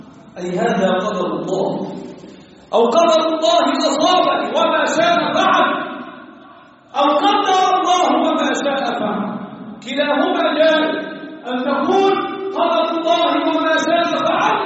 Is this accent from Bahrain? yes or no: no; Egypt; اللهم احفظ بلدنا مصر وسائر بلاد المسلمين